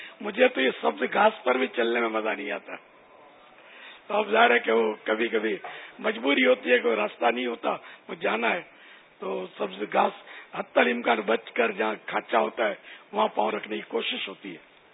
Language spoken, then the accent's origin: Urdu; Karachi, Sindh, Pakistan; born there; یا میں تو سندھ میں پیدا ہوا ہوں یعنی باب المدینہ یہ سندھ کا شہر ہے